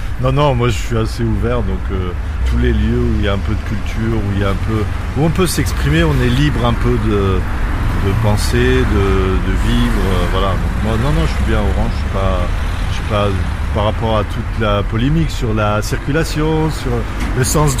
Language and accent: French; Paris, Île-de-France, France; moved away as an adult; Moi, je suis parisien.